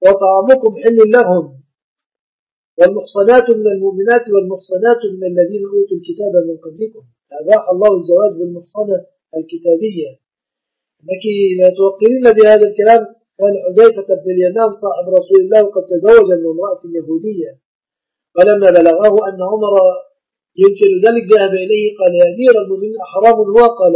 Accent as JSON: {"language": "Arabic", "country": "Egypt", "said": "العرف عندنا في مصر أن الشبكة من المهر"}